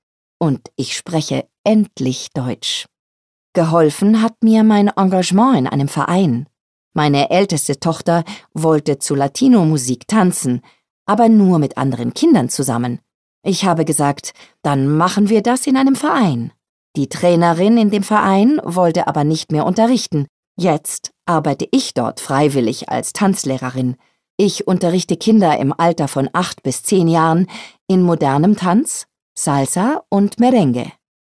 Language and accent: German; Peru; German is a second language; moved away as an adult; also born or lived in Australia; now in Germany; Bevor ich nach Deutschland gekommen bin, habe ich 14 Jahre lang in Australien gelebt. Ich komme aus Peru, bin aber für ein Praktikum der Universität nach Queensland gereist. Später bin ich nach Melbourne gezogen.